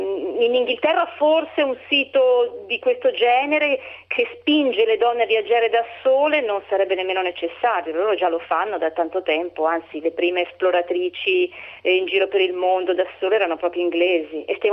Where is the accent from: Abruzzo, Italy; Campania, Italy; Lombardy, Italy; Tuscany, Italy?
Lombardy, Italy; Milan; Io sono una persona di indole metropolitana, sono nata e cresciuta a Milano, poi mi ero spostata per motivi familiari nella provincia italiana, che però mi stava molto stretta